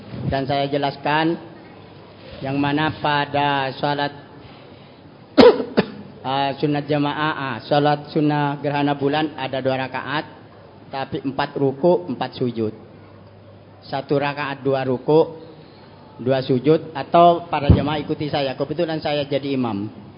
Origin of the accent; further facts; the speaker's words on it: Sumenep, East Java, Indonesia; dari perwakilan Sumenep, Madura.